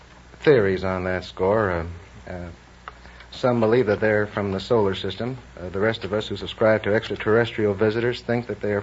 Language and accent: English; New York City, New York, United States; New York City.